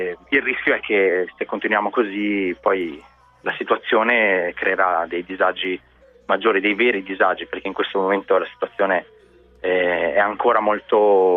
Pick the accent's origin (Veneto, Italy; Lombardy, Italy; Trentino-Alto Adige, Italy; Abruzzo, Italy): Trentino-Alto Adige, Italy; Trento; io sono di Trento